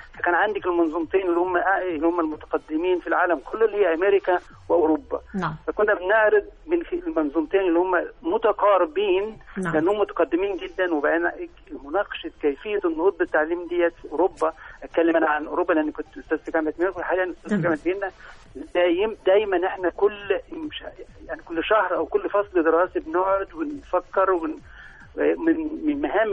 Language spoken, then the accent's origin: Arabic; Egypt; وده فعلا المفروض يتعامل عندنا في مصر